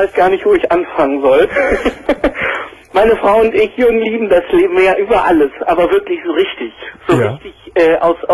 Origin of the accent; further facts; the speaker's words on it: Dresden, Saxony, Germany; born there; Ich bin sogar in Dresden geboren.